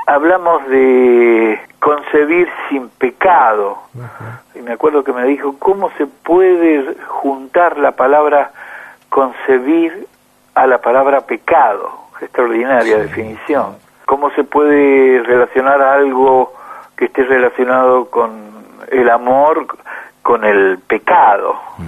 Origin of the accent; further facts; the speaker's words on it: Mendoza, Argentina; soy alguien de Mendoza.